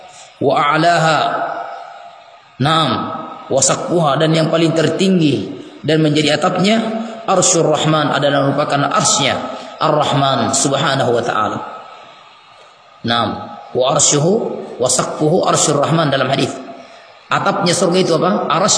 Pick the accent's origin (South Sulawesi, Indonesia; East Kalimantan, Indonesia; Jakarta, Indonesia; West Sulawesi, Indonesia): West Sulawesi, Indonesia; Polewali Mandar; also born or lived in Lakawalisan; Saya lahir di Polmas.